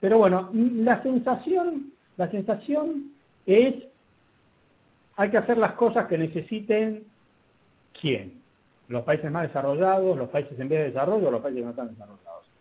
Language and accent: Spanish; Argentina; todavía hay gente que piensa que en la Argentina, como somos argentinos, no podemos hacer nada.